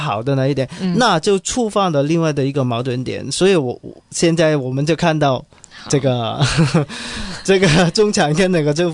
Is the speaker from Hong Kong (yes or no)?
yes; Hong Kong; 第一就是作为一个香港人，我们早前在本地有很多报道